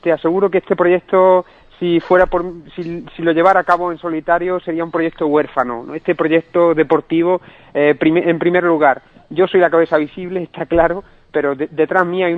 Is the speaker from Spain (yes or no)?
yes; Mañón, Galicia, Spain; Mañón, en La Coruña, ¿no? Y todo esto pues para intentar recaudar beneficios para gente y familia de mi pueblo